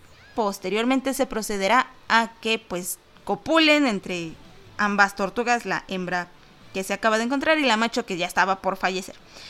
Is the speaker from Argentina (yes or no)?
no; Mexico; Es complicado dar las efemérides de la semana porque yo soy de México.